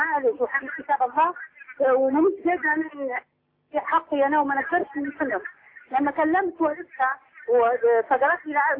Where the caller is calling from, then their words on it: Libya; طبعا أنا أتكلم فيك من ليبيا.